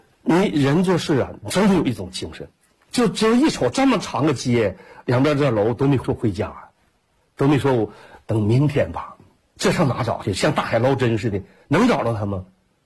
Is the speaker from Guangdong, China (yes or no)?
no; Jilin, China; 我说我是吉林的